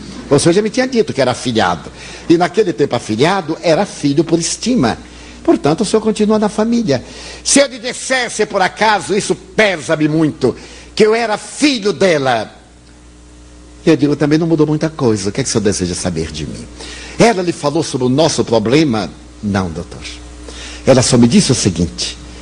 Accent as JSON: {"language": "Portuguese", "region": "Bahia", "country": "Brazil", "said": "Como eu sou baiano, eu devo ter aqui uma boa percentagem, porque eu sou é pálido, não é branco. Eu sou pálido."}